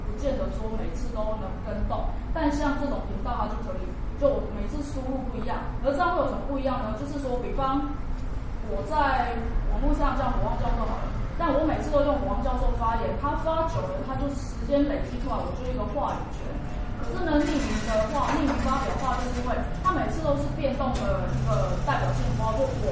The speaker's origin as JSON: {"language": "Chinese", "country": "Taiwan", "said": "我们台湾人叫嘴炮，"}